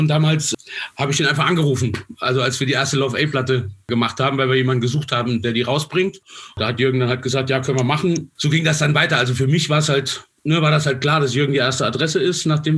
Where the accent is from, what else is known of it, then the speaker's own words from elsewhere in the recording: Saarland, Germany; Ich bin ja aus dem Saarland